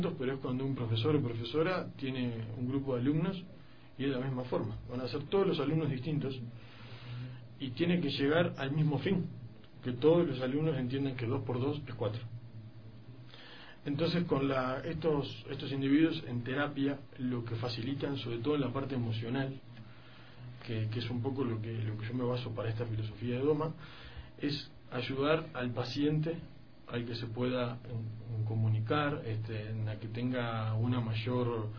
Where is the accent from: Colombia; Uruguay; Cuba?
Uruguay; now in Ecuador; soy uruguayo. Estoy acá en Ecuador dando un poco de lo que son talleres y conocimientos.